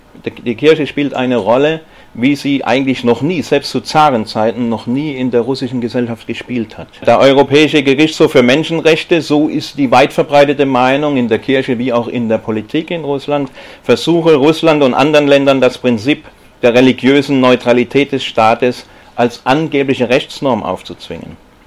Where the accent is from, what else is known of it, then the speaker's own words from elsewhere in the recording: Stuttgart, Baden-Württemberg, Germany; Ich komme ja aus Stuttgart